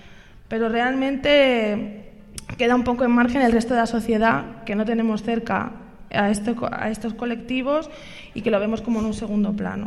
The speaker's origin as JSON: {"language": "Spanish", "town": "Barcelona", "region": "Catalonia", "country": "Spain", "said": "yo soy de Barcelona"}